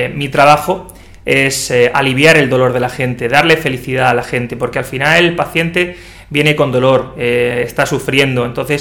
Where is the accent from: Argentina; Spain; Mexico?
Spain; Cartagena, Region of Murcia; now in Murcia, Spain; yo soy de Cartagena